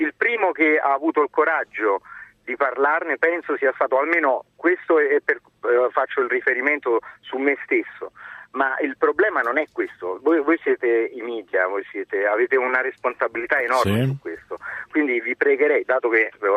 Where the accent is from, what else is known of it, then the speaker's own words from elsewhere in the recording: Naples, Campania, Italy; dato che io sono di Napoli